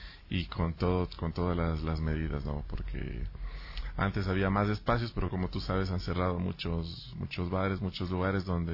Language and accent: Spanish; Ibarra, Imbabura, Ecuador; Yo vengo de Ibarra